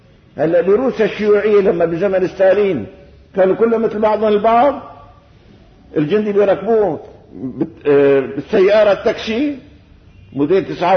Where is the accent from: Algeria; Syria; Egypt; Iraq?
Syria; وان شاء الله بلدنا هي بلدنا سوريا